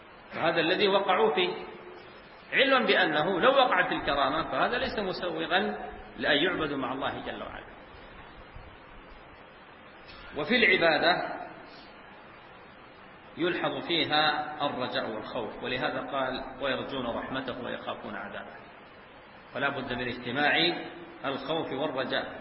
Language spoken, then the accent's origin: Arabic; Sudan; هنا عندنا في السودان